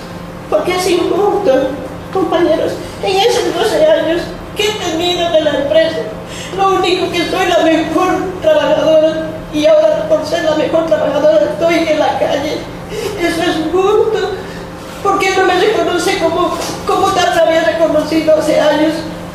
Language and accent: Spanish; Bolivia; soy inmigrante boliviana.